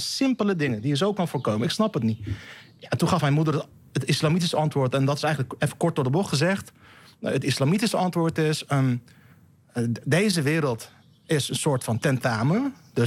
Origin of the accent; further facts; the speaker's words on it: Rotterdam, South Holland, Netherlands; Toen ging ik naar de BIEB, Rotterdam-Zuid, in Lombardije, waar ik ben opgegroeid.